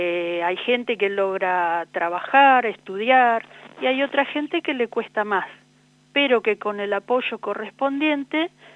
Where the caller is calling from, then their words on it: Buenos Aires, Argentina; Acá en Buenos Aires estamos.